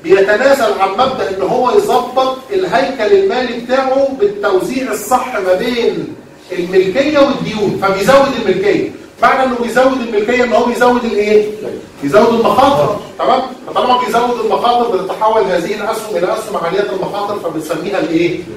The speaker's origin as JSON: {"language": "Arabic", "country": "Egypt", "said": "عاده يا جماعه عندنا في مصر بيبقى الموضوع ده مش منتشر قوي"}